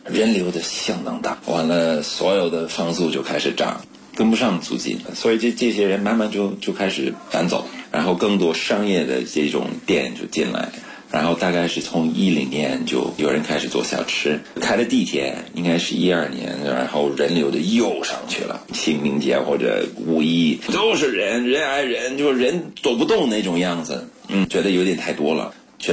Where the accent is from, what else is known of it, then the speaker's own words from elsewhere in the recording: Beijing, China; 因为作为一个北京人啊